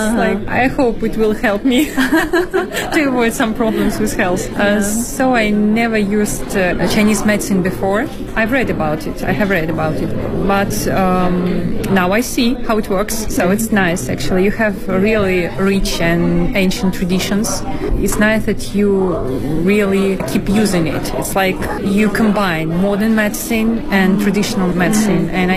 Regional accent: Belarus; I am from Belarus.

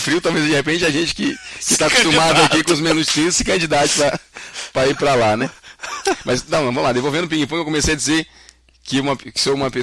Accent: Rio Grande do Norte, Brazil; born there; also born or lived in Northeast Brazil / Fortaleza; eu sou nascido no Rio Grande do Norte, mas por coincidência foi onde eu menos morei na minha vida. O meu pai era militar, então a gente se mudava bastante de cidade em cidade. Eu morei bastante no Nordeste como um todo. E eu terminei em Fortaleza.

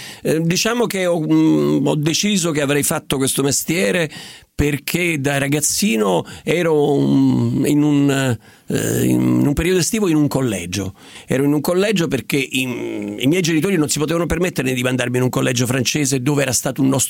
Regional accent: Naples, Campania, Italy; born there; Sono nato a Napoli, 1951, e quindi sono, ahimè, 65, sono tanti.

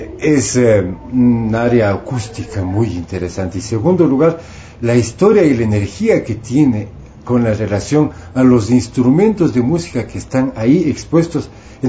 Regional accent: Ecuador; como soy orgullosamente ecuatoriano y soy orgullosamente músico popular

